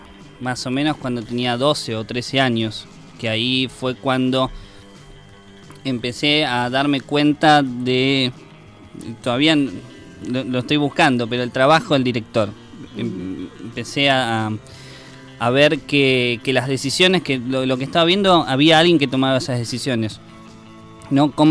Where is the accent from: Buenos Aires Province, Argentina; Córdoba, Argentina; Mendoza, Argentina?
Buenos Aires Province, Argentina; Martínez; vi que en Olivos, yo soy de Zona Norte, Martínez, en Olivos, había un taller de cine